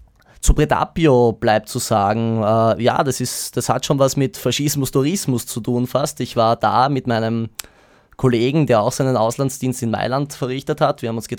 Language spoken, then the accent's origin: German; Austria; du bist dort als Österreicher auch gern gesehen